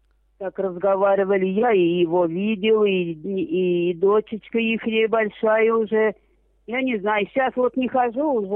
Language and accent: Russian; Tula, Tula Oblast, Russia; now in Moscow, Russia; А я из Тулы, я в Туле родилась, и во время войны эвакуирована из Тулы, в какую-то деревню. Потом я там за военного вышла замуж, и вот попалась в Москву. А в Москве-то осталась одна, 3 детей